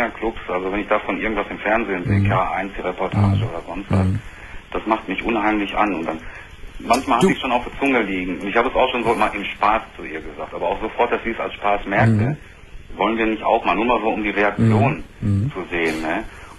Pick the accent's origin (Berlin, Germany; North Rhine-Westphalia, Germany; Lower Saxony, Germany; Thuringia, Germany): North Rhine-Westphalia, Germany; Ich komme aus dem Sauerland, da ist ja nun an der Möhne, an der Sorbetalsperre und sowas, viele Campingplätze